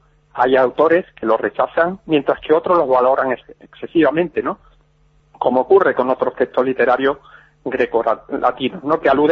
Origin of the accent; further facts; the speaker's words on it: Huelva, Andalusia, Spain; now in Orihuela Costa, Spain; Bueno, yo estoy actualmente en Orihuela Costa, en Alicante, pero sí, he vivido habitualmente en Huelva, soy de Huelva